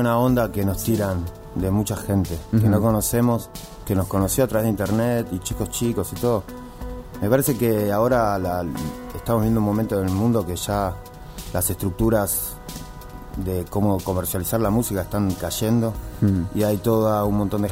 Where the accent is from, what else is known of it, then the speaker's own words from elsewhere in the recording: Argentina; yo soy argentino, yo soy argentina.